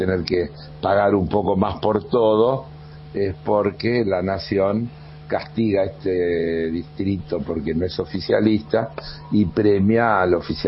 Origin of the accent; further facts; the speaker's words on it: Buenos Aires, Argentina; yo soy ciudadano porteño, uh-huh, vivo, disfruto